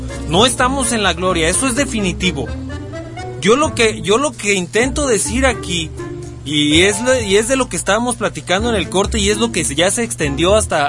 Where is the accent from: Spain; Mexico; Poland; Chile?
Mexico; De lo que me pueda yo sentir orgulloso como mexicano